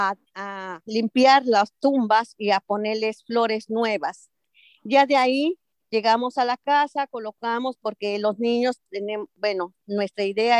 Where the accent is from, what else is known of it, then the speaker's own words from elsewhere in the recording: San Mateo Huitzilcingo, State of Mexico, Mexico; Yo soy del Estado de México, de un pueblo que se llama San Mateo Huitzilcingo, que significa nido de colibrís.